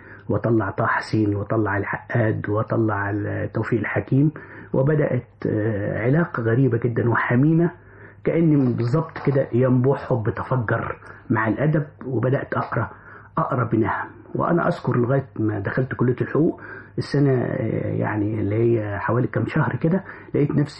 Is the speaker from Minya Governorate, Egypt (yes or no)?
no; Kafr El Nahal, Sharqia Governorate, Egypt; also born or lived in Cairo; أنا من مواليد الشرقية، كفر النحال. عشت في القاهرة وكتبت معظم رواياتي في القاهرة، وكنت درست وأنا طفل في الشرقية، ثم أكملت تعليمي في القاهرة